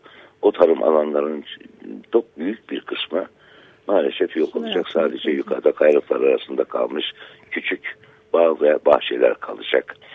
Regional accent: Artvin, Turkey; Benim köyüm Derneği Barajı suları altında kaldı. O Artvin'in kültürünü oluşturan köylerden bir tanesiydi.

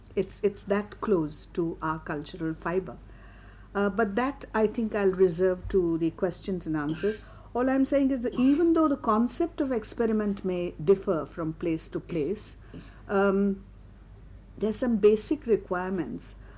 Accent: Mumbai, Maharashtra, India; first language Marathi; English is a second language; I come from Bombay. My language is Marathi.

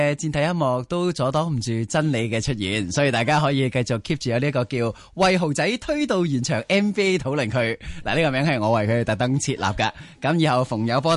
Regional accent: Hong Kong; 其实我哋香港人作为乘客咧，都唔系嘢少噶，都唔系乖仔噶。

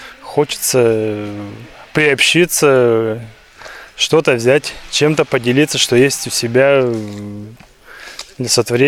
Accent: Berezniki, Perm Krai, Russia; Мы приехали с Урала, Пермский край. Есть такой славный город Березники.

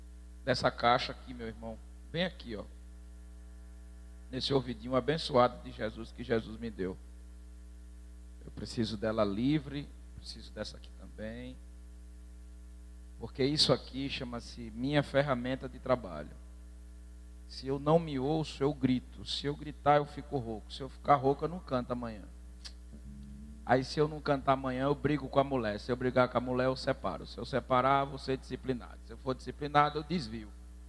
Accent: São José da Coroa Grande, Pernambuco, Brazil; Somos da mesma cidade, sou natural de São José da Coroa Grande, ele também é.

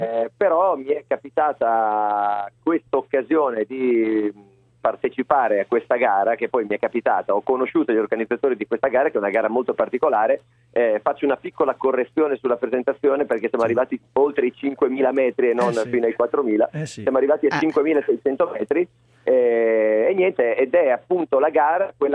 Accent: Ferrara, Emilia-Romagna, Italy; Sono di Ferrara

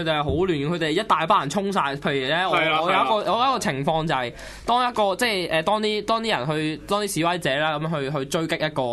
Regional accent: Shenzhen, Guangdong, China; 我係深圳人，深圳。

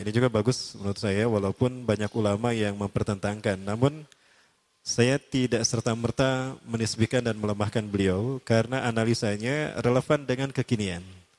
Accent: Bandung, West Java, Indonesia; born there; Kayak saya lahir di Bandung, Al-Bandungi.

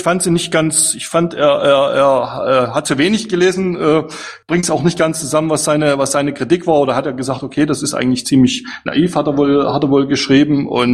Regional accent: East Germany, Germany; als Ossi ganz verrückt, dass man jetzt so 30 Jahre später seinem Staatsbürgerkundelehrer recht gibt

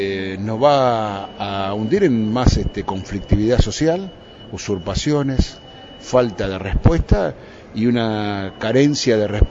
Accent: Moreno, Buenos Aires Province, Argentina; born there; Yo nací en Moreno y puedo hablar con propiedad.

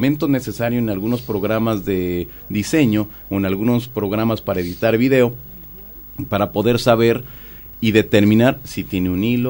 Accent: Mexico; al menos en mi país, en México, 1991, la gente comenzaba a tener cámaras de video

